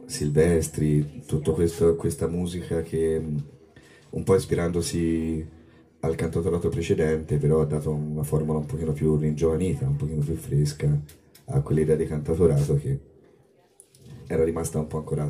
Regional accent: Livorno, Tuscany, Italy; Però insomma, anche dalle nostre parti abbiamo i … anche i giovani come … che guarda casa è tra il pubblico, che fanno cose bellissime. Quindi forza Livorno sempre.

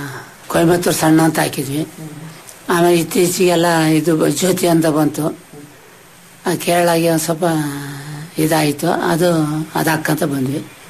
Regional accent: Chitradurga, Karnataka, India; now in Bhadravati, India; ಮೂಲತಃ ನಾವು ಚಿತ್ರದುರ್ಗ ಸರ್.

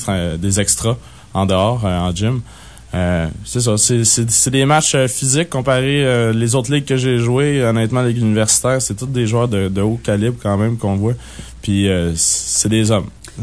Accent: Rosemère, Quebec, Canada; Moi, je viens en banlieue de Montréal.

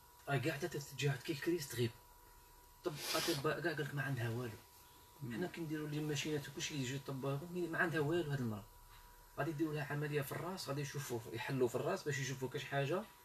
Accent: Algeria; now in Germany; أنا عايش في ألمانيا. انا جزائري

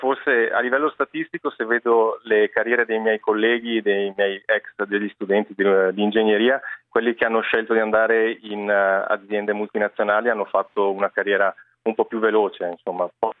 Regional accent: Verona, Veneto, Italy; moved away as an adult; now in Dubai, United Arab Emirates; Sono di Verona, sì, Verona del Lago di Garda.

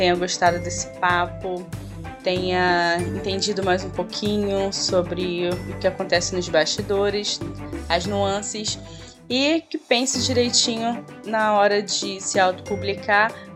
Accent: Brazil; eu não fui descoberta porque eu sou do Brasil.

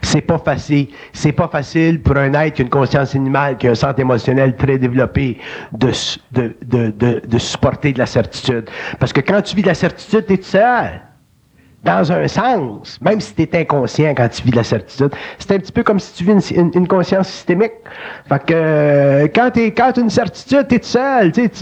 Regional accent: Quebec, Canada; Puis on est des Québécois

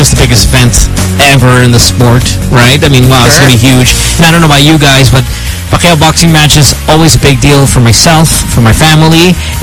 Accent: Toronto, Ontario, Canada; Actually, as a Filipino who grew up in Canada, we always feel the proudest to be Pinoy during these fights. In fact, in Toronto, it's like we Filipinos are superstars during Pacquiao season

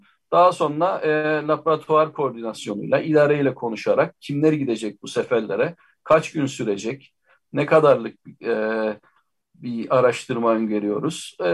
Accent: Cyprus; Ben bir adalıyım, Kıbrıslıyım. Denizin içinde doğduk denebilir aslında.

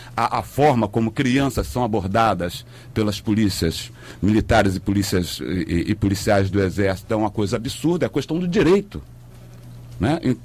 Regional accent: Rio de Janeiro, Brazil; now in Nova Iguaçu, Brazil; Eu morava em Bangu, e Bangu, quando a minha infância, a minha adolescência passei em Bangu, era mais tranquilo

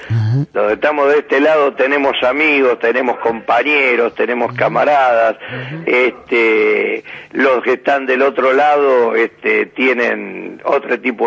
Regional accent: Galicia, Spain; No, de Galicia.

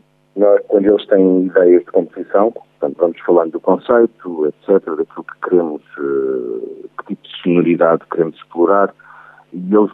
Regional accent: Lisbon, Portugal; Eu sou de Lisboa

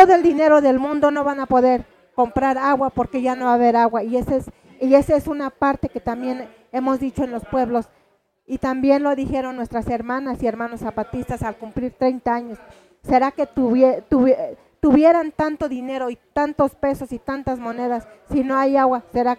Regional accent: Santiago Mezquititlán, Querétaro, Mexico; a Santiago Mezquititlán, de donde soy originaria

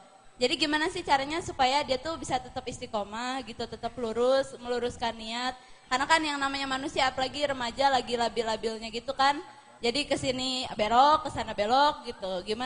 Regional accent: Banten, Indonesia; Saya orang Banten.

